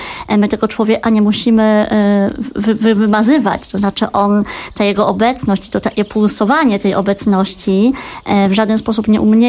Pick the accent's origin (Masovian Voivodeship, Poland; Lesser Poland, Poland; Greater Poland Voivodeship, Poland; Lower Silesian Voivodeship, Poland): Lower Silesian Voivodeship, Poland; moved away as an adult; now in Podlaskie, Poland; Jestem z Dolnego Śląska i kiedy w wieku 20 lat przyjechałam do Puszczy Białowieskiej